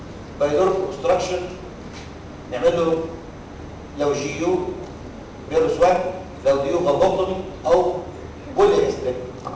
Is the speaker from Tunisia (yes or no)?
no; Egypt; طب انا كمصري محدش فينا بيعمل كده